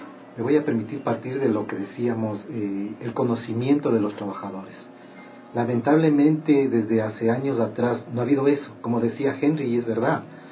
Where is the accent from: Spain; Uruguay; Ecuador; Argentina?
Ecuador; como buenos ecuatorianos que somos